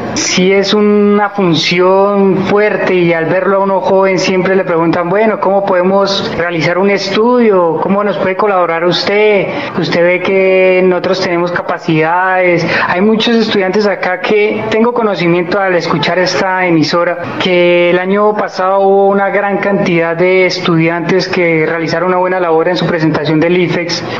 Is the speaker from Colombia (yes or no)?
yes; San Francisco, Cundinamarca, Colombia; Bueno, sencillamente … es de acá de San Francisco, criado, educado de acá. Salí en el año 2006 del Colegio República de Francia